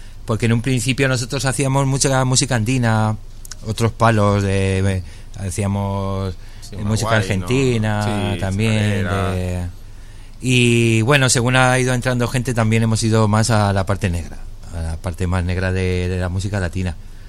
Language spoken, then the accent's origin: Spanish; Galicia, Spain; pero con nuestro sonido gallego